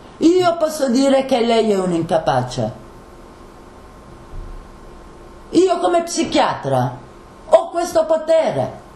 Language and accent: Italian; Bologna, Emilia-Romagna, Italy; Guardi, io vengo da Bologna, queste cose di Faenza ne ho sentite a bizzeffa